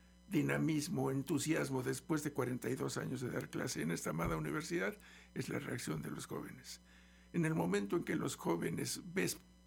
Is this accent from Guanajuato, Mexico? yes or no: no; Mexico City, Mexico; born there; now in Xalapa, Mexico; En la Ciudad de México.